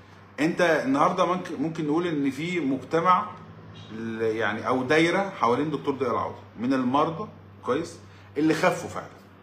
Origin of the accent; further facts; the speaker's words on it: Egypt; وبعدين انا بقول انا راجل مصري